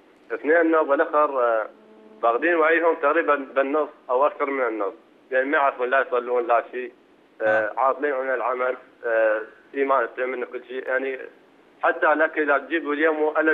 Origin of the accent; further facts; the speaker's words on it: Iraq; اقول لك من العراق انا،